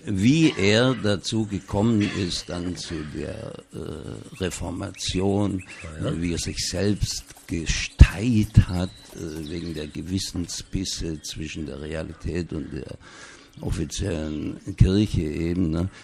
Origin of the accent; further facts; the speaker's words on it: Baden-Württemberg, Germany; in der Kleinstadt, wo ich aufgewachsen bin, da südlich von Stuttgart.